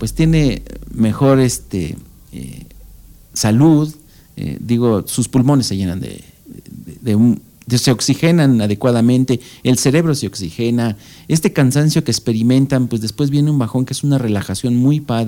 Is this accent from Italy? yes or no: no; Valle de Chalco, State of Mexico, Mexico; Valle de Chalco, de donde yo vengo, hay una disciplina que se llama el karate.